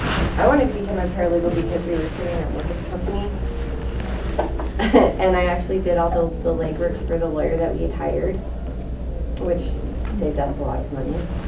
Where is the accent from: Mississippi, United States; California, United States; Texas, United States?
Texas, United States; moved away as an adult; I'm from Texas. Mm-hmm. I moved here about 8 years ago